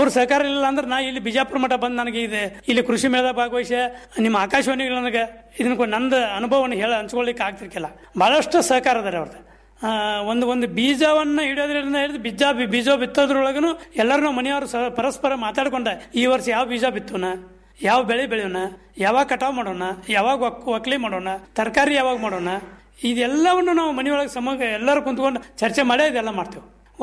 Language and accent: Kannada; Karnataka, India; ಅದೇ ಅಂದ್ರೆ ಕಿತ್ತೂರ್ಲಿಂದ 8 ಕಿಲೋಮೀಟರ್ ನಮ್ಮ ಊರು.